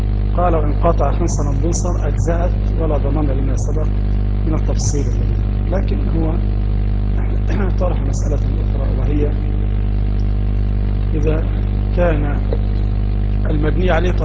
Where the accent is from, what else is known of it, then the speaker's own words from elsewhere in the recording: Egypt; وما يفيدنا كمصريين في دراسة هذا الكتاب